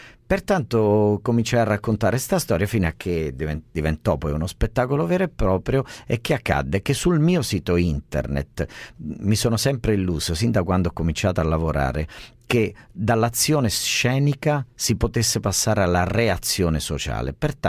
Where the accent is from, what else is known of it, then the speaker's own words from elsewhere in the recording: Basilicata, Italy; moved away as an adult; io sono lucano esattamente come il cuoco, l'anarchico Passanante, e quando arrivai a Roma nel 1984